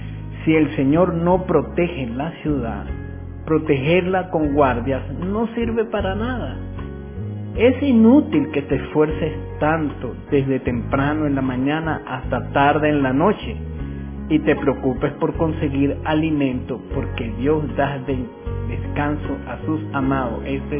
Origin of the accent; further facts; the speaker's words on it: Venezuela; also born or lived in Ecuador; me vine a mi tierra, a mi país, y feliz de estar en Venezuela.